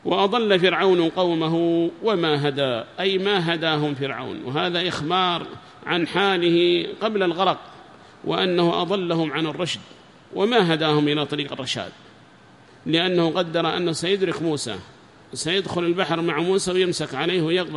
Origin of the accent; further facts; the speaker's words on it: Yemen; وهم عندنا في اليمن بكثرة في حراز وفي غير حراز،